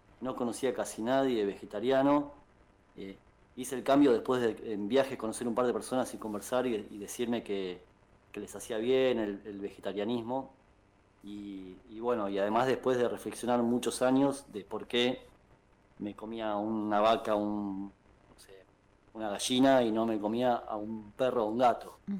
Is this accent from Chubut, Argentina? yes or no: no; Buenos Aires, Argentina; now in Gualeguaychú, Argentina; No, soy de Buenos Aires y me fui, ahora estoy justamente en el lugar donde viví antes, y me fui en 2008 a vivir directamente a Gualeguaychú.